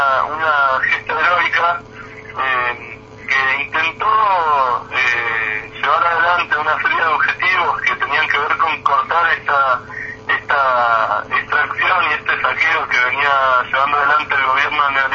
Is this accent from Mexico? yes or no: no; Argentina; nuestra tendencia como argentinos, por nuestra historia con las Fuerzas Armadas